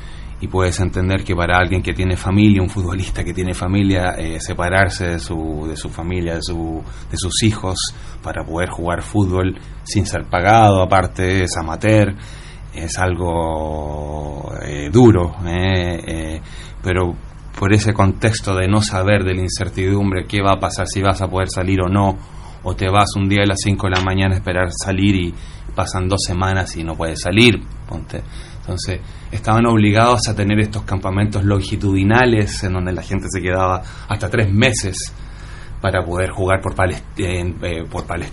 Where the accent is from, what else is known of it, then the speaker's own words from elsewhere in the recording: Chile; Yo crecí en dictadura militar en Chile.